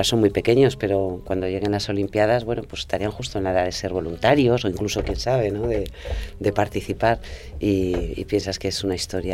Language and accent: Spanish; Madrid, Community of Madrid, Spain; Fíjate que yo soy madrileña